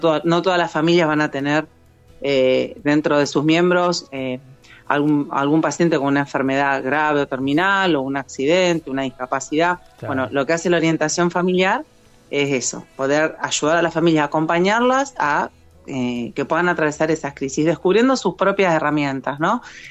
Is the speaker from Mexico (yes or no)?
no; San Lorenzo, Santa Fe, Argentina; now in Funes, Argentina; En Funes, estoy a 4 cuadras del aeropuerto de Rosario. Soy de San Lorenzo, soy oriunda de San Lorenzo, la ciudad histórica de San Lorenzo.